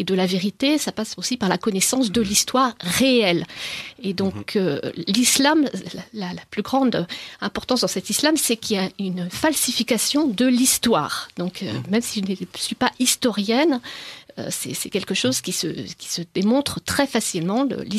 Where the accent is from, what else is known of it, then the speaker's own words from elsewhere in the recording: France; je suis française et je me suis convertie au christianisme en terre d'islam alors que j'étais mariée à un musulman. Donc, je me suis convertie au catholicisme en terre d'islam.